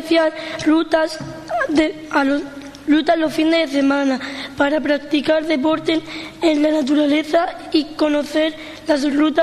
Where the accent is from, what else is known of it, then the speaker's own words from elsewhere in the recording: Ubrique, Andalusia, Spain; Mi pueblo está enclavado entre dos grandes parques naturales, lo cual lo hace apropiado para darse un paseo en familia en bicicleta. Es complicado poder transitar por Ubrique